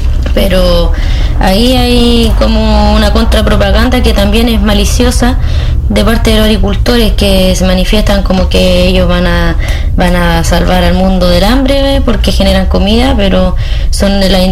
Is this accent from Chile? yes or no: yes; San Fabián de Alico, Ñuble, Chile; soy de San Fabián de Alico